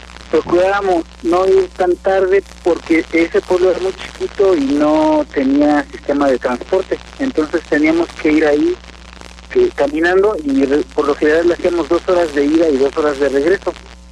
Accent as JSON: {"language": "Spanish", "region": "Mexico City", "country": "Mexico", "said": "los dos, mi compañero y yo, somos de la Ciudad de México"}